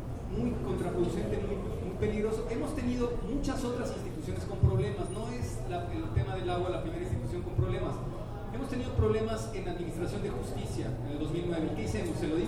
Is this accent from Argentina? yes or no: no; Mexico; como los mexicanos no podemos